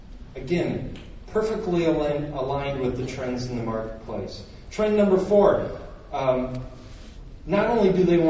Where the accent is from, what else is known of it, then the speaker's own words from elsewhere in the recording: Minnesota, United States; I'm from Minnesota.